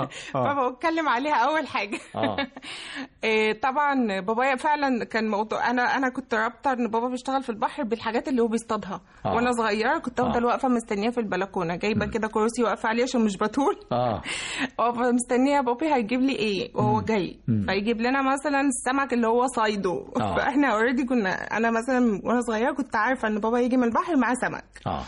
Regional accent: Alexandria, Alexandria Governorate, Egypt; يعني تربيت في اسكندرية وعشت فيها. ما طلعتش بره،

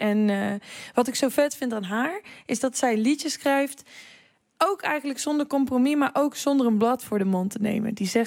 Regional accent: Aalst, Gelderland, Netherlands; De plek waar ik ben opgegroeid, Aalst, Gelderland.

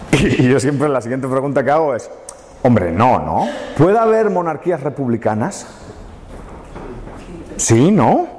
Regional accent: Spain; Y eso es un problema que como españoles tenemos, ¿no?

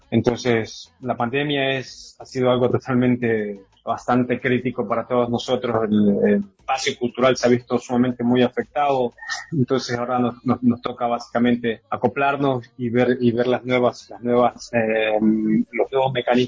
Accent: Quinindé, Esmeraldas, Ecuador; soy artista propiamente quinindeño. Soy de Quinindet, en este caso pues me toca representar aquí a la provincia de Esmeraldas

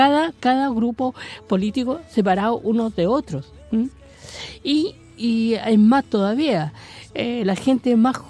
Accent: Chile; Sí, porque somos chilenos, po.

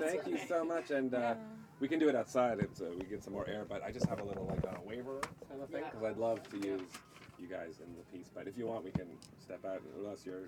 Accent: Hamilton, Ontario, Canada; now in Toronto, Canada; But I've been in Toronto for the past 13 years, and people only really know Hamilton sometimes from the Skyway Bridge. And I'm like, I grew up near Coots Paradise.

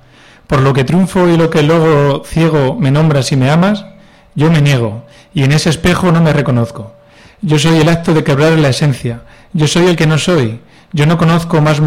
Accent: Castilla-La Mancha, Spain; Yo me convertiría pues en las plantas aromáticas que hay por mi tierra, el tomillo, el romero, la jara, que dan un olor pues muy característico, que me encanta, sobre todo cuando llueve por La Mancha

